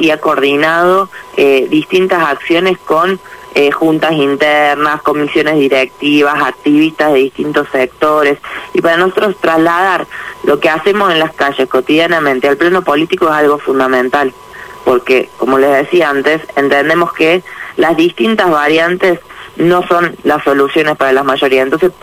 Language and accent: Spanish; Villa Allende, Córdoba, Argentina; born there; now in Buenos Aires, Argentina; ¿Dónde naciste? En Villa Allende.